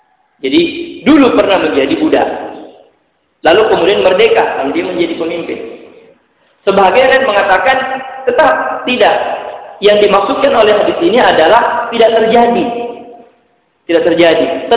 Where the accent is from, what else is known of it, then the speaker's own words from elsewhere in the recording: Makassar, South Sulawesi, Indonesia; kita orang Makassar terpecah menjadi 71 golongan.